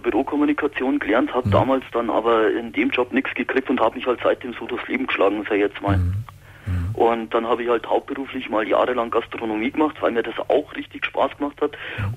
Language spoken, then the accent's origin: German; Ingolstadt, Bavaria, Germany; Also ich bin aus Ingolstadt und fahre dann mit dem Zug nach München zum Arbeiten.